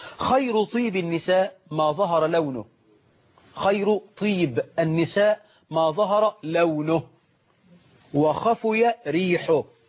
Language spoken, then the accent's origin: Arabic; Egypt